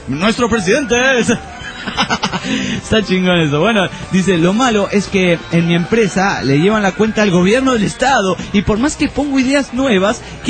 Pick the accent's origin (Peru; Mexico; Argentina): Peru; Arequipa; Hola, ¿qué tal? … de Arequipa.